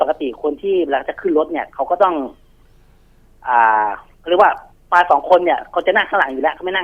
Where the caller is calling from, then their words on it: Bangkok, Thailand; แถวย่านบางกะปิแล้วไงครับผม